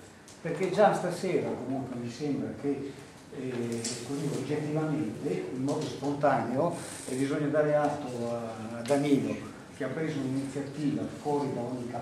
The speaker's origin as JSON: {"language": "Italian", "region": "Emilia-Romagna", "country": "Italy", "lives_now": "Como, Italy", "said": "Io vengo dall'Emilia, va bene, e conosco tante città dell'Emilia"}